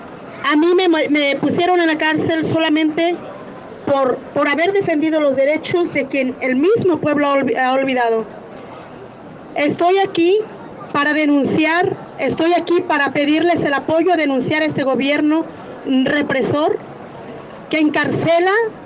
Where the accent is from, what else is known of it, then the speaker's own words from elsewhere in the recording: Guerrero, Mexico; Yo vengo de México, del estado, del narcoestado de Guerrero, en México.